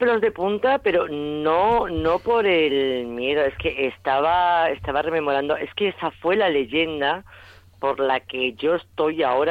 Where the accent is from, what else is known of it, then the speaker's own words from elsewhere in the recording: Extremadura, Spain; Era la que menos me gustaba de Extremadura y ahora, sin embargo, es la que más me gusta